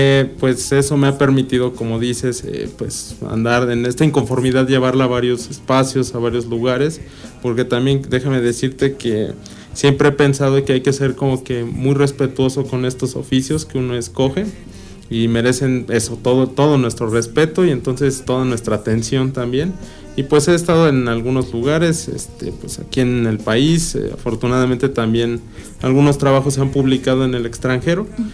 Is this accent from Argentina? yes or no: no; Amecameca, State of Mexico, Mexico; also born or lived in Tepetlixpa; yo soy oriundo de la región, soy del municipio de Tepetlixpa, pero pues también he vivido muchos años desde niño aquí en Amecameca, mi familia también es de aquí, entonces yo he crecido en realidad en toda la región.